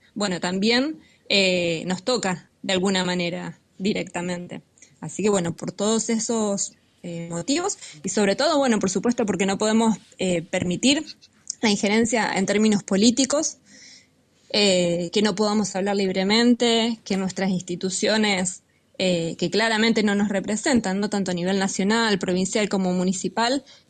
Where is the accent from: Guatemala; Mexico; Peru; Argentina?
Argentina; como pueblo argentino, sufrimos de otra manera la injerencia imperialista